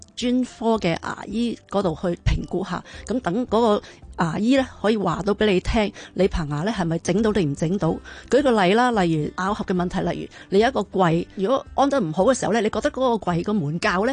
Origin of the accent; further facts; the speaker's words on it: Hong Kong; 而家我哋香港人嘅壽命好長啦